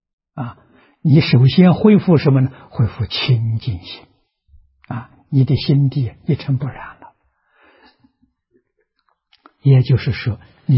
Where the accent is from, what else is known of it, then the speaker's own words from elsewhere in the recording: China; 我们中国人呢，这个中国的医学啊，中医啊